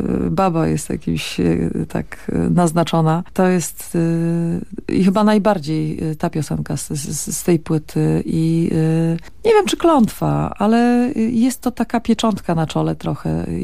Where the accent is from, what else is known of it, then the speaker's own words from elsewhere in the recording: Bielsko-Biała, Silesian Voivodeship, Poland; ostatnio w rodzinnym Bielsku było dwoje z dużą winylową Jachozną i z kasetami przychodzą